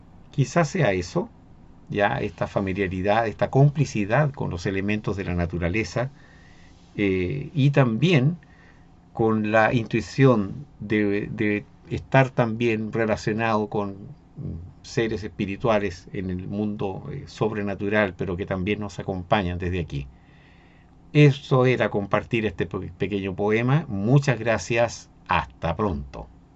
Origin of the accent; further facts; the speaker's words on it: Chile; de Chile y hoy día vengo a compartir este poema